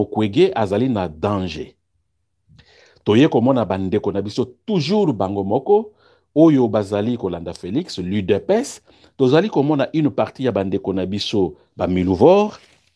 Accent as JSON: {"language": "French", "country": "DR Congo", "said": "Voilà, parce que je suis congolais, je suis professeur."}